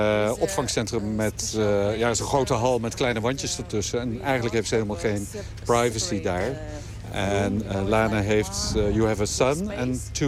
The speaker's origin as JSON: {"language": "Dutch", "country": "Ukraine", "second_language": "Dutch", "lives_now": "Netherlands", "said": "natuurlijk, Oekraïne is mijn moederland. En het zou kunnen dat ik terugga."}